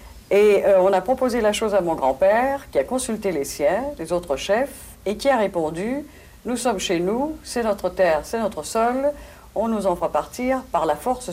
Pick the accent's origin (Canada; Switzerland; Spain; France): Canada; Oka, Quebec; Moi, je dis toujours que j'ai grandi à Oka, et quand on nous parle des beaux jours de mon enfant